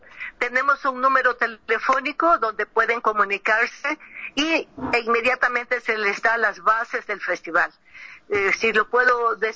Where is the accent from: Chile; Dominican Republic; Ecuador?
Ecuador; sino también aquí en mi tierra, en el Ecuador.